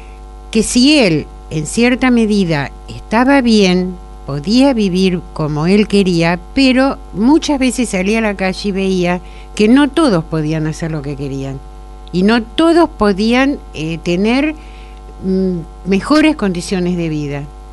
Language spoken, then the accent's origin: Spanish; 25 de Mayo, Buenos Aires Province, Argentina; also born or lived in Mar del Plata / Saladillo; Me desempeñé en 25 de mayo, de donde soy oriunda, en Mar del Plata y acá en Saladillo terminé mi carrera docente.